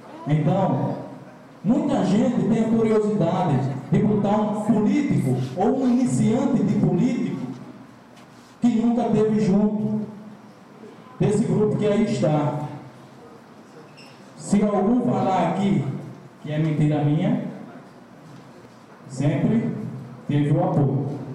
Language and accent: Portuguese; Arapiraca, Alagoas, Brazil; As caras antigas que eu cresci em Arapiraca, vendo, disputando eleição